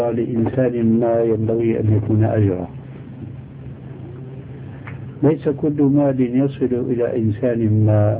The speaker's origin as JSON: {"language": "Arabic", "country": "Syria", "said": "وكل مين يقول عندنا في الشام كل مين على دينه الله يعينه"}